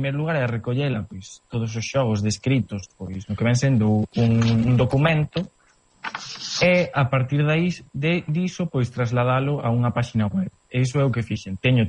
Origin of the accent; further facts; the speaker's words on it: Navia de Suarna, Galicia, Spain; como son de Navia, pois, recollín, pois, a maioría dos que recollín son de Navia